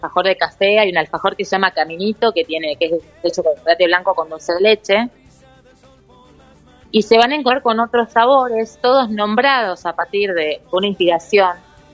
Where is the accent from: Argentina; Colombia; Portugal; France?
Argentina; que hagamos algo original como argentinos y, bueno, no copiemos afuera